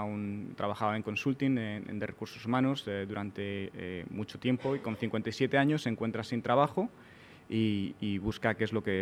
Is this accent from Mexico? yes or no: no; Málaga, Andalusia, Spain; yo mismo soy español, de Málaga